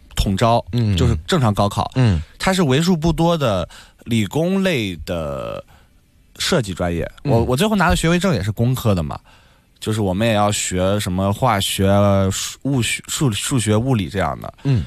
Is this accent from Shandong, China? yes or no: yes; Shandong, China; 没有，我是山东人，山东小汉。